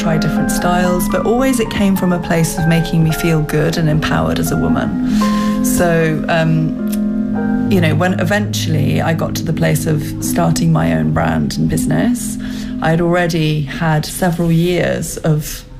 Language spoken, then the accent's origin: English; London, United Kingdom; I'm a designer from London.